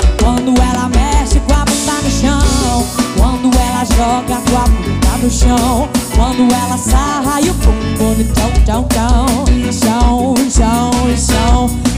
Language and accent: Portuguese; Mato Grosso do Sul, Brazil; são referências pra mim que vim lá do Mato Grosso do Sul. Caipira do meio do mato.